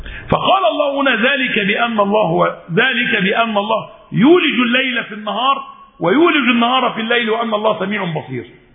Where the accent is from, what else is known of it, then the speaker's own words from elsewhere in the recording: Egypt; أنا مصري مسلم مصري